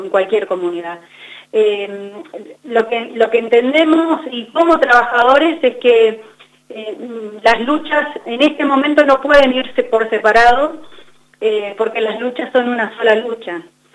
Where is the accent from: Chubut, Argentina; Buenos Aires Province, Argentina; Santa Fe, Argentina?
Chubut, Argentina; El Maitén; now in Esquel, Argentina; Yo vivo en Esquel hace 16 años, pero soy de la Patagonia, soy de acá, en una comunidad muy chiquita que se llama el Maitén. Soy oriunda del Maitén, que tiene 4.500 habitantes, y vivo en Esquel hace 16 años